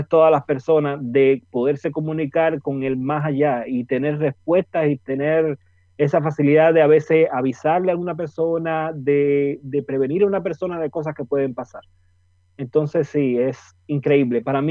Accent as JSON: {"language": "Spanish", "country": "Cuba", "moved": "yes", "lives_now": "Chile", "said": "Bueno, llevo aquí en Chile desde octubre del año pasado. Salí de Cuba el día 4"}